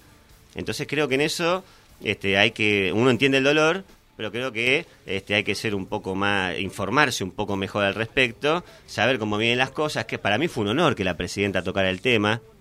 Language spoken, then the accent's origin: Spanish; Argentina; la justicia tan anhelada que todos como los argentinos queremos